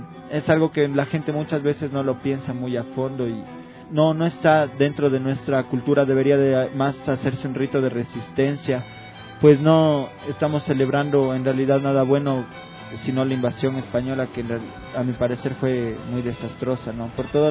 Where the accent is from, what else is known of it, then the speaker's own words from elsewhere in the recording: Quito, Pichincha, Ecuador; accent: Quito; Igual en nuestro dialecto nos gusta usar, ¿no? Bastante el hablado quiteño, esa sal quiteña que tenemos acá.